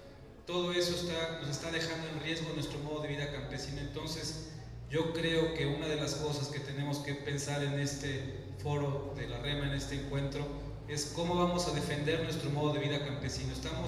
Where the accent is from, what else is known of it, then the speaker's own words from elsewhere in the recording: Puebla, Mexico; Venimos con mucho gusto desde Puebla.